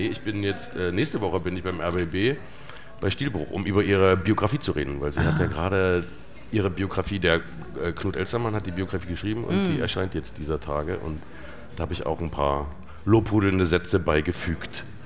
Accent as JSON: {"language": "German", "town": "Plauen", "region": "Saxony", "country": "Germany", "tie": "born there", "said": "Also ich bin ja im Süden der DDR geboren, in Plauen."}